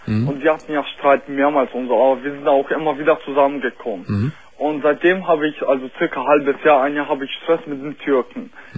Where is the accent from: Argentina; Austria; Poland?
Poland; Nein, ich bin jetzt, also ich bin Pole, also halb Pole, halb Russe.